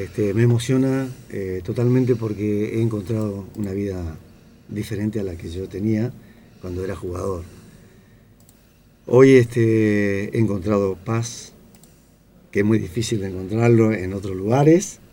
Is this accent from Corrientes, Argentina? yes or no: yes; Corrientes, Argentina; Y cuando yo tenía 16 años, que todavía estaba en Corrientes. Yo soy de Corrientes, 1000 kilómetros de Buenos Aires.